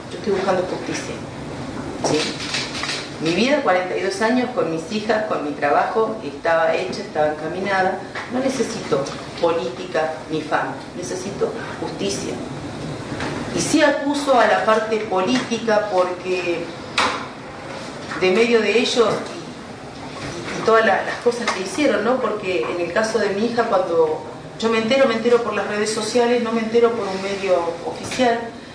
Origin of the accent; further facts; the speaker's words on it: Tigre, Buenos Aires Province, Argentina; Soy de Tigre, hace 43 años que vivo en Tigre.